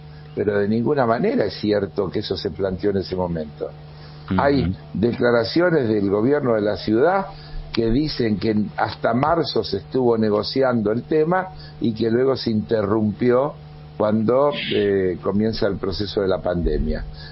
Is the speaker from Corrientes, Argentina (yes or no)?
no; Buenos Aires, Argentina; yo soy ciudadano porteño, uh-huh, vivo, disfruto